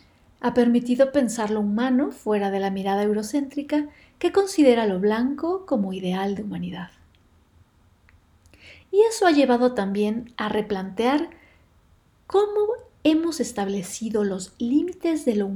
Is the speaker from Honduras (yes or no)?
no; Cauca, Colombia; Soy una mujer colombiana. Hablo desde el suroccidente colombiano. Nací y crecí en las montañas del Cauca, en un departamento que está muy al sur del país, casi en la frontera con Ecuador.